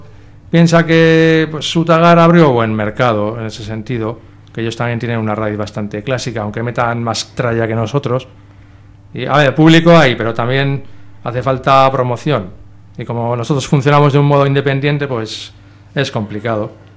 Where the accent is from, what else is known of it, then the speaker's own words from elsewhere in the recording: Bilbao, Basque Country, Spain; en realidad de Bilbao ahora mismo solo soy yo